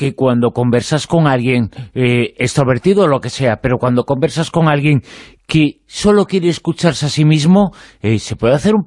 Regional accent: Galicia, Spain; es que soy gallego también. Entonces los gallegos somos unos introvertidos con mucha extroversión.

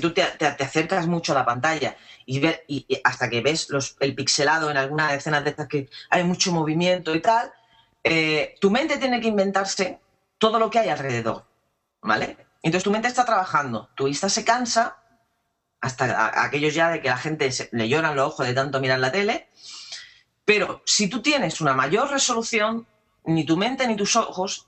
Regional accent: Andalusia, Spain; sobre todo yo que soy andaluza, soy muy vaga

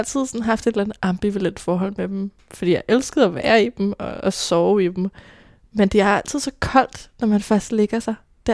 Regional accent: Roskilde, Zealand, Denmark; Født i Roskilde med en mor, en far og en storbror. En stille og rolig opvækst

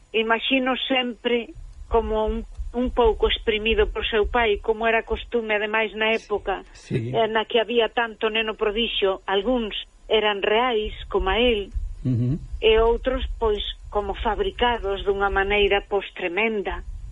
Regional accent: Galicia, Spain; Pois aí estamos, name como dous galegos, un galego e unha galega na mesma onda

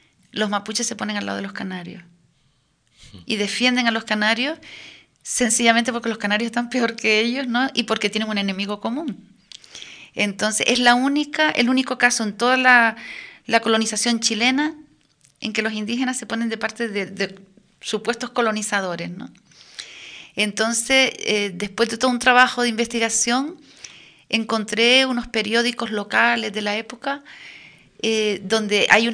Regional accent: Western Sahara; Mi infancia en el Sahara, además, me ha dado las claves para entender las relaciones entre canarios y saharauis.

